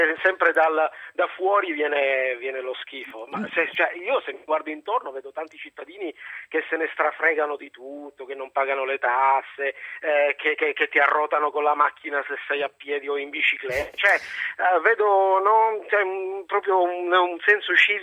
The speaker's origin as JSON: {"language": "Italian", "region": "Southern Italy", "country": "Italy", "said": "te lo dico da terrone"}